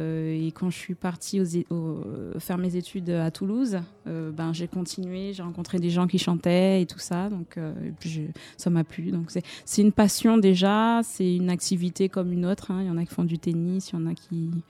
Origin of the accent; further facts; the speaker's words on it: Guadeloupe; also born or lived in Martinique; je suis originaire de la Guadeloupe et de la Martinique, mais je vis actuellement sur la Guadeloupe, donc toute l'année.